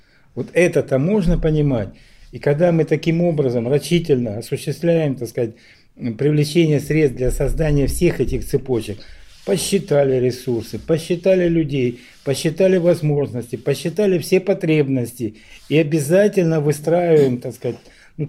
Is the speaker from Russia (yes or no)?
no; Donbas, Ukraine; Вот я говорил уже, что я сам с Донбасса, да.